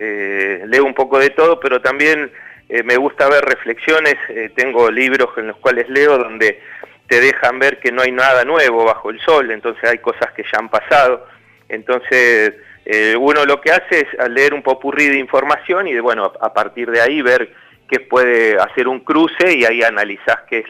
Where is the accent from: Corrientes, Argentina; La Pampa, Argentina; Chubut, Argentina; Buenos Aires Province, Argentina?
La Pampa, Argentina; Y políticamente estoy parado adentro del Partido Justicialista y soy un justicialista de La Pampa.